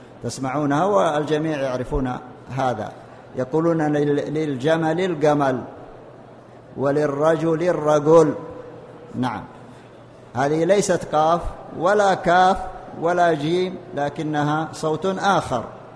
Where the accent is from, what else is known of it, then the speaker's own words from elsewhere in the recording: Saudi Arabia; المنتشر الآن في لغتنا في السعودية في لهجتنا في القاف في اللهجة المحلية غير الفصحى، نحن لا نتكلم بالقاف إلا في القرآن وفي الدروس والمحاضرات، لكن بقية كلامنا نقول قال يقول